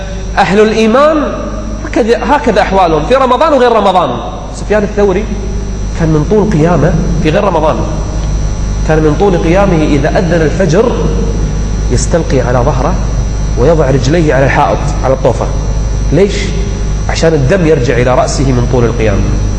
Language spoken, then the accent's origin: Arabic; Kuwait; العام الماضي عندنا بالكويت